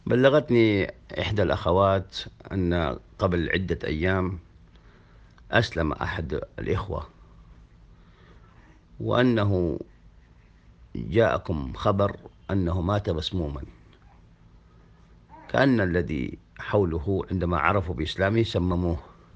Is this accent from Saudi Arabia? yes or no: yes; Saudi Arabia; خاصة نحن المقتدرين من السعودية